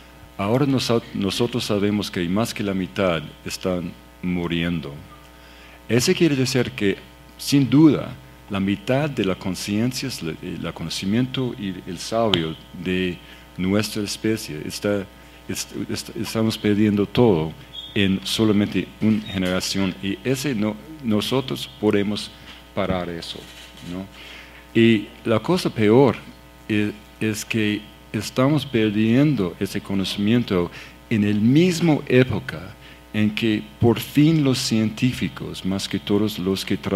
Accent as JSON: {"language": "Spanish", "country": "Canada", "second_language": "Spanish", "said": "y yo soy de Canadá"}